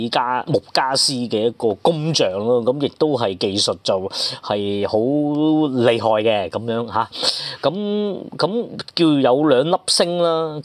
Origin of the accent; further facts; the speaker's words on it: Hong Kong; 就我哋香港人應該會知啦